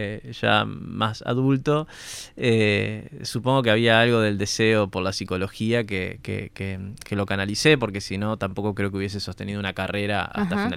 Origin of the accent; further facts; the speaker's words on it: San José, Uruguay; Como recién dije, soy oriundo de San José.